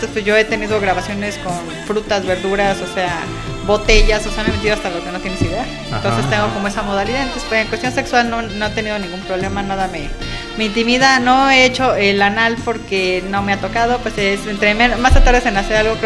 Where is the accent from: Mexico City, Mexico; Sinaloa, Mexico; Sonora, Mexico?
Mexico City, Mexico; Sí, yo soy de la Ciudad de México.